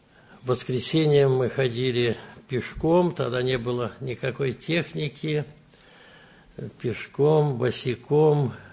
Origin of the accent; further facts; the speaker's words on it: Brest Region, Belarus; Я родился здесь, в Белоруссии, в Брестской области, Драгичинский район, в сельской местности родился.